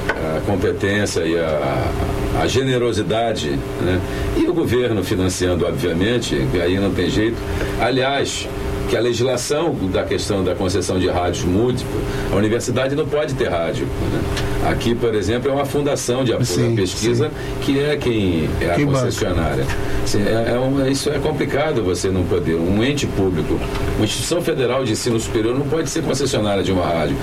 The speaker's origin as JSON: {"language": "Portuguese", "town": "Belém", "region": "Pará", "country": "Brazil", "tie": "born or raised there", "said": "Eu também sou de cidade pequena, sou de província, né? Eu vivi a minha infância toda em Belém do Pará."}